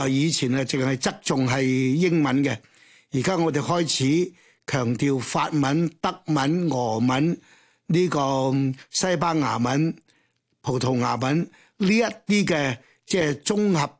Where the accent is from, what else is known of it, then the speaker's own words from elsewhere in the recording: Hong Kong; 我哋香港人咧坐住呢只船